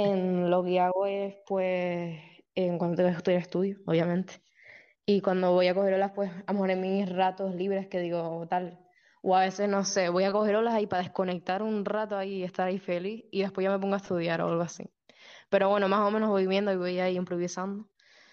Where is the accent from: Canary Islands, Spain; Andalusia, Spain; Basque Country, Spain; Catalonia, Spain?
Canary Islands, Spain; Sí, soy de Tenerife. A ver, a mí, el Socorro, obviamente, es mi casa.